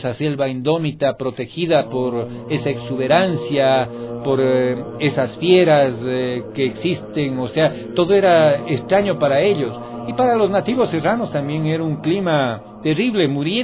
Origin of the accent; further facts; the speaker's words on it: Quito, Pichincha, Ecuador; para los que somos quiteños, que hemos vivido mucho tiempo, yo me siento así, es aquí en Quito